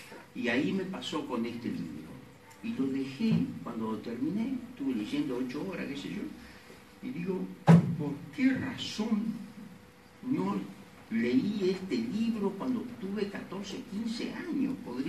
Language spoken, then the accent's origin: Spanish; Tucumán, Argentina; yo soy médico tucumano y ese apellido es recontra tucumano